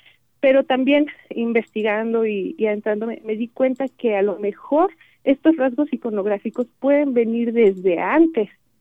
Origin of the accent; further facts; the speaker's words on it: Mexico City, Mexico; yo soy del sur, soy del Distrito Federal.